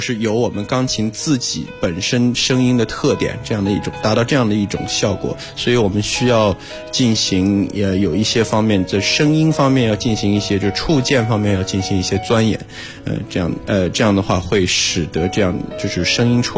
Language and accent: Chinese; Taiyuan, Shanxi, China; 当时呢是从我的家乡太原，每周末会坐火车到北京来，